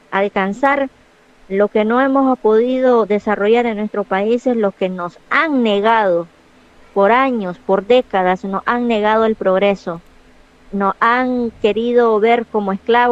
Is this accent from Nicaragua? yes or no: yes; Nicaragua; como ciudadana nicaragüense, como habitante en mi país, que estoy viviendo en mi país